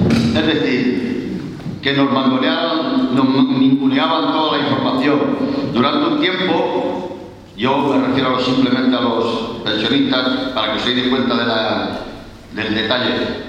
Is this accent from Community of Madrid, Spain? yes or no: yes; Madrid, Community of Madrid, Spain; Hola, buenos días. Yo soy de Villaverde y quiero saludar.